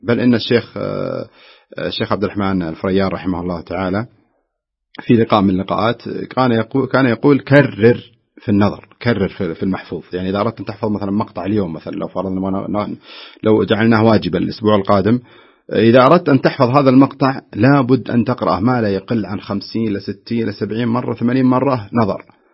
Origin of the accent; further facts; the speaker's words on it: Najd, Saudi Arabia; منتشرة عندنا في نجد بالأصح